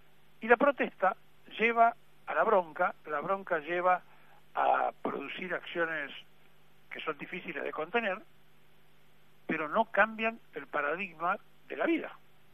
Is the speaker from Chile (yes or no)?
no; Argentina; Es muy difícil ser argentino, porque somos difíciles los argentinos.